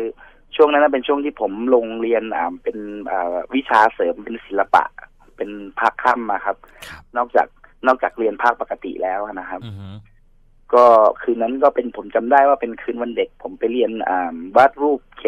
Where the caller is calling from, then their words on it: Bangkok, Thailand; ตอนนี้ผมอยู่กรุงเทพครับ